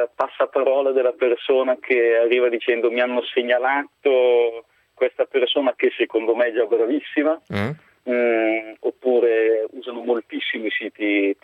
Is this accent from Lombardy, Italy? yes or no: yes; Como, Lombardy, Italy; Per me che sono di Como sì, esistono, sono anche abbastanza importanti.